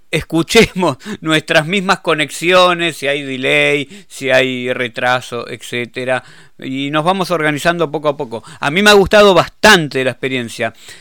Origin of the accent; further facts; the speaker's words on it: Argentina; yo me quedo tranquilo como argentino